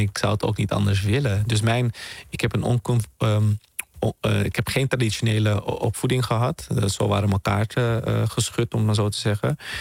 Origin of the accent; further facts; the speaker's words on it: Netherlands; born there; Ik ben hier geboren in Nederland, maar ik was toen in Suriname bij mijn oma. Dus, want mijn moeder was hier aan het studeren. Vervolgens werd mijn opa ziek. Die werkte ook in Nederland. En is mijn oma met mij naar Nederland gekomen.